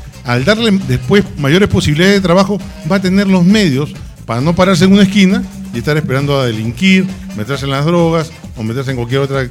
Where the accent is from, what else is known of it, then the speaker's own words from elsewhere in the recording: Bellavista, Callao, Peru; yo nací en el Callao, nací en Bellavista, en la maternidad de Bellavista, el 1 de abril de 1959, he estudiado de transición en el Colegio San Antonio Marianista de Bellavista, y sigo viviendo en el Callao, soy un chalaco que he vivido y sigo viviendo en el Callao.